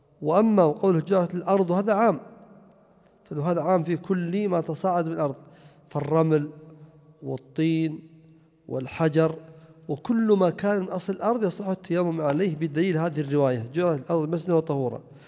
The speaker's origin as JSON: {"language": "Arabic", "region": "Najd", "country": "Saudi Arabia", "said": "ولا يزال الناس عندنا في نجد يقولون مثل هذا"}